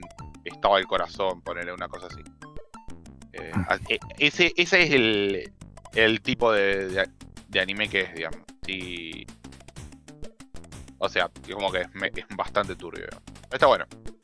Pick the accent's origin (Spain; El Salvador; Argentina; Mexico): Argentina; No, boludo, yo soy argentino.